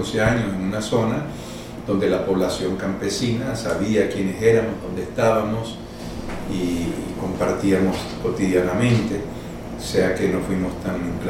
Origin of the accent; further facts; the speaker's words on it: Venezuela; born there; Soy un salvadoreño nacido en Venezuela